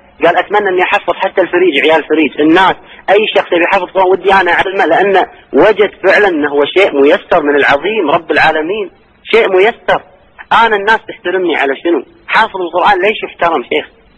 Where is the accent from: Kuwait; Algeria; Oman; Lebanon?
Kuwait; الموجودين عندنا في الكويت